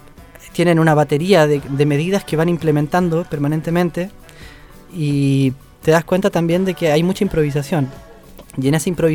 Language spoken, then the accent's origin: Spanish; Chile; born there; es ajeno para nosotros que nacimos en Chile, ¿sabes? Es raro hablar de la inflación en Chile.